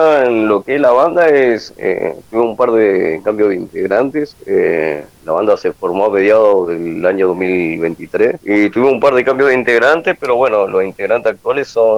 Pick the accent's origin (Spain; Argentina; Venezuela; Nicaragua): Argentina; Centenario, Neuquén; Sí, sí, somos acá, somos de Centenario.